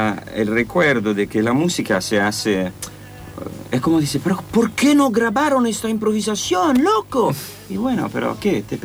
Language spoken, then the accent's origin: Spanish; Italy; En Italia me siento escocés, estoy en Escocia, soy italiano, estoy acá